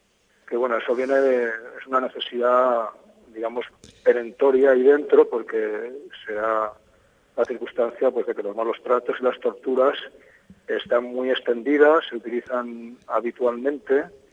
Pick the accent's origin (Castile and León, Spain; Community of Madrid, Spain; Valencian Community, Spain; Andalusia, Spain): Valencian Community, Spain; Valencia; Y bueno, soy de Valencia.